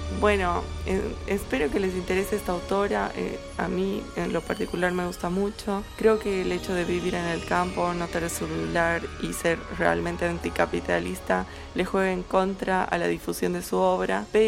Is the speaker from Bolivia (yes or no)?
yes; Bolivia; Como saben, yo soy boliviana